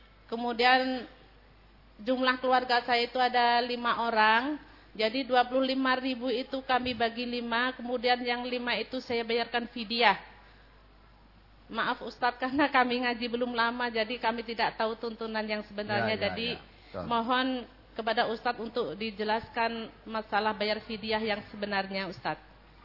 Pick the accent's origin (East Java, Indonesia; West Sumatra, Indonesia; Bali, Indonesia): West Sumatra, Indonesia; asal dari Kampung Sungai Limau, Nagari Sungai Sri, Kecamatan Silaut, Kabupaten Pesisir Selatan, Sumatera Barat.